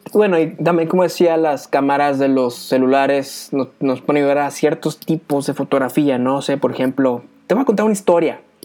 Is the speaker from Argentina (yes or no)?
no; Mexico; como buen mexicano, pues guardo mi reflex, saco mi celular